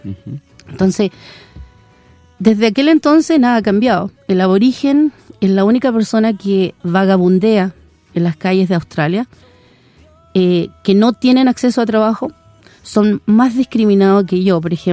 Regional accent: Los Lagos, Chile; yo soy de Chiloé, soy de los huilliche, esa es la, mi gente

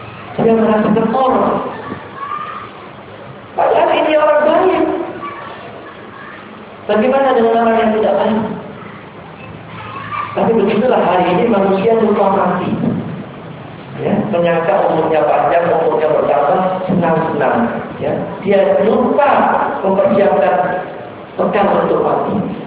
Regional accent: Surabaya, East Java, Indonesia; dulu di kampung saya di Surabaya

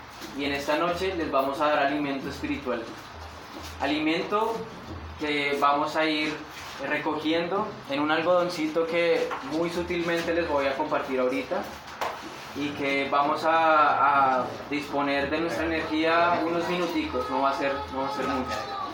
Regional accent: Putumayo, Colombia; vengo de Colombia, vivo en el Putumayo, en una de las zonas más tremendas de este planeta, un lugar, un territorio en el que los Andes y la Amazonía se encuentran

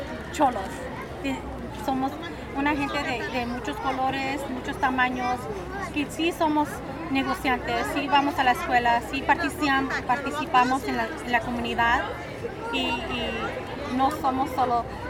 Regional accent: Zacatecas, Mexico; Somos de Zacatecas

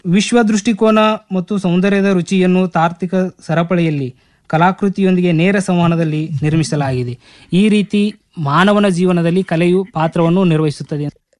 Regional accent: Gujanatti, Karnataka, India; ನಾನು ಮೂಲತಃ ಬೆಳಗಾವಿ ಜಿಲ್ಲೆ ಮೂಡಲ್ಗಿ ತಾಲೂಕಿನ ಗುಜನಟಿಯ ಗ್ರಾಮದವನು.

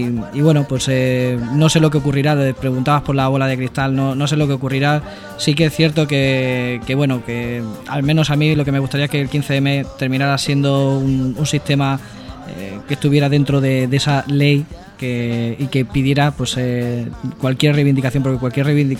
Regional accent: Andalusia, Spain; accent: Andalusian; creo que mi acento me delata que Andalucía

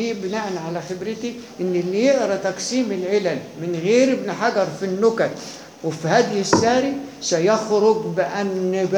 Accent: Egypt; احنا مصريين ما ننفعش

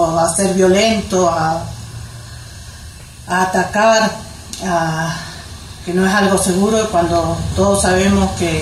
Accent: Bariloche, Río Negro, Argentina; de Bariloche

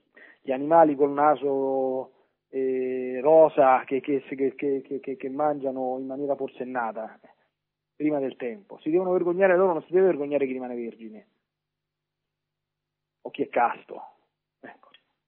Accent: Lazio, Italy; Non lontano dalle mie parti, a Subiaco, c'è il luogo dove

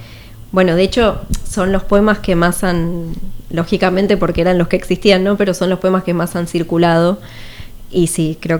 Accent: San Juan, Argentina; Así es, soy pero de San Juan.

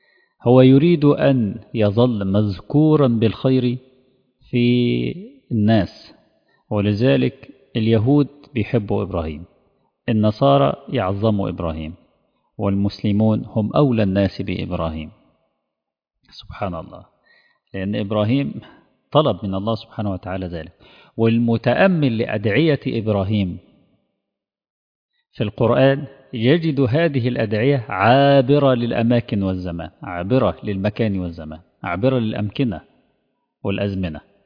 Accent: Egypt; خاصة نحن كمصريين لنا ارتباط وجداني بها

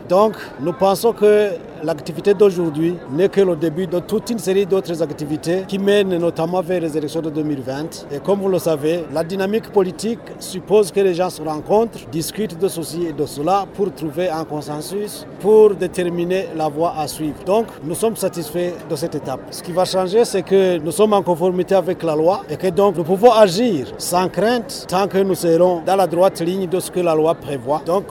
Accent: Burundi; Après tout, dans nos différences, nous sommes Burundais.

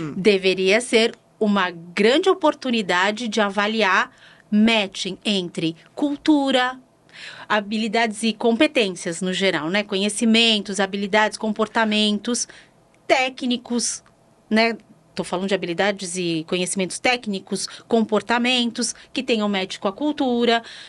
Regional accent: São Paulo, Brazil; Eu já diria, ai, como boa paulistana, seria bolacha.

